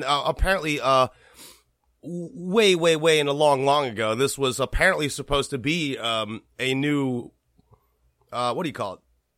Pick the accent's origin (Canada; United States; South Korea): South Korea; Like, I'm from Korea. So, like, I understand. I'm not Chinese, but I understand some of the more Asian oriented themes there.